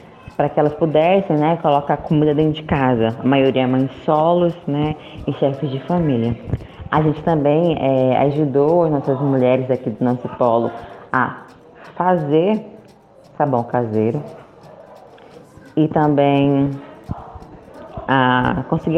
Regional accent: São Luís, Maranhão, Brazil; eu sou cria do Coroadinho, né? Um bairro periférico aqui de São Luís do Maranhão

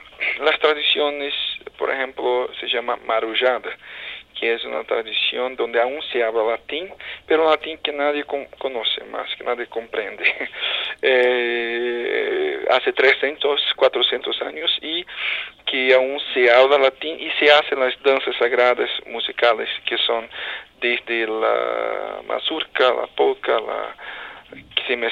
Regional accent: Amazon, Brazil; Spanish is a second language; now in London, United Kingdom; yo crecí o nací en la Amazonía brasileña, que tiene mucha influencia local y también, claro, caribeña, todo.

